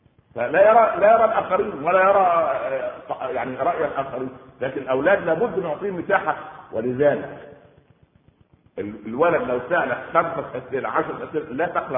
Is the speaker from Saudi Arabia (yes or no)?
no; Egypt; عندنا في مصر